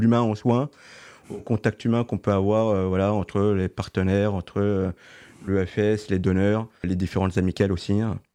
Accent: Nancy, Grand Est, France; j'ai 34 ans, je suis originaire de Nancy. J'ai fait toutes mes études sur Nancy

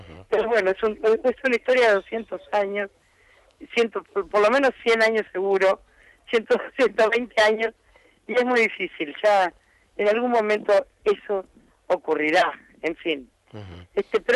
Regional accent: Buenos Aires, Argentina; los porteños, porque yo soy porteña en tercera generación, los porteños integramos

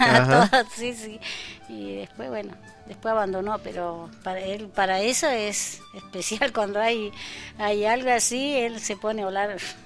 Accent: Machín Ahogado, Río Negro, Argentina; born there; representé Machín Ahogado, yo soy nacida en Machín Ahogado.

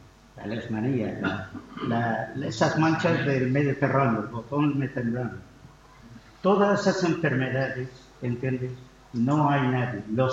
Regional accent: Syria; Spanish is a second language; now in Spain; Pero nosotros como sirios aquí en España, ¿entiendes? Que aunque somos españoles

